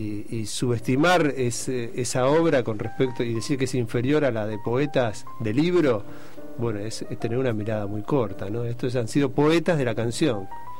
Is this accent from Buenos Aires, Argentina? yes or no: yes; Buenos Aires, Argentina; menciona Saavedra. Bueno, sí, es mi lugar, nací ahí, vivo ahí